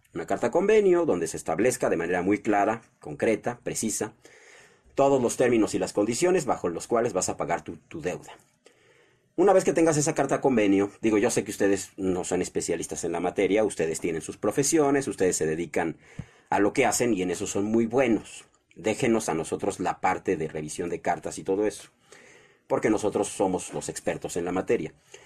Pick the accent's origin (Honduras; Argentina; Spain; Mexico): Mexico; Como mexicano es lo que más me conviene hacer, apoyar al presidente actual para que el país salga adelante.